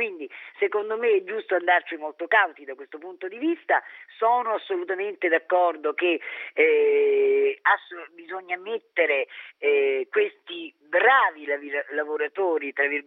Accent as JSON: {"language": "Italian", "town": "Sulmona", "region": "Abruzzo", "country": "Italy", "said": "però sono di Sulmona, certo."}